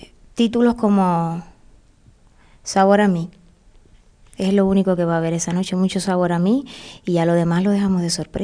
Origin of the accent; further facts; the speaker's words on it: Guantánamo, Cuba; born there; also born or lived in Havana; nací en Guantánamo. Y la gente que nace en Guantánamo pues nos dicen guantanamero, yo soy guantanamera de origen. Me fui a La Habana y bueno, si me pongo a contarte, pues bueno, para hacerlo breve, nada. Paré aquí en Tenerife